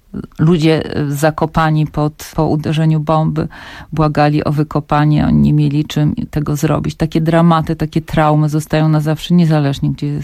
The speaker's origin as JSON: {"language": "Polish", "town": "Warsaw", "region": "Masovian Voivodeship", "country": "Poland", "tie": "born or raised there", "said": "dorastałam w takich latach, kiedy bohaterowie powstania, no to byli prawie święci dla nas. I mieszkałam na Żoliborzu"}